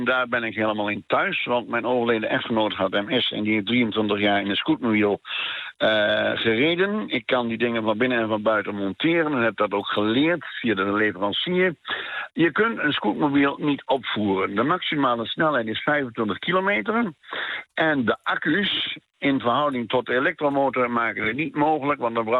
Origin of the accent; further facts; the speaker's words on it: Overijssel, Netherlands; Dat zijn de boeren vroeger, bij ons in Twente.